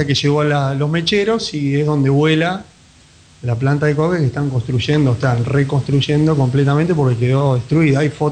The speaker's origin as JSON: {"language": "Spanish", "country": "Argentina", "said": "El tema es que nosotros no somos Holanda. Somos Argentina."}